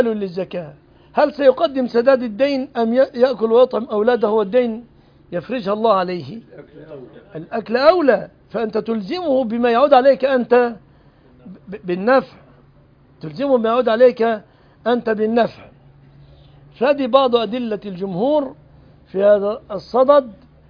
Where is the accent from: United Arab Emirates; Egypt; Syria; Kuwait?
Egypt; ما فيش بلدنا مصر كلام عصيات